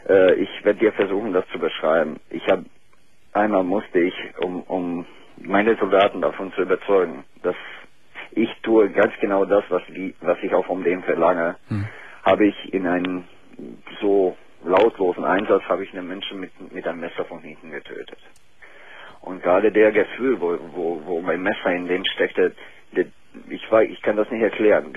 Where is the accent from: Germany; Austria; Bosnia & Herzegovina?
Bosnia & Herzegovina; German is a second language; Aus Bosnien.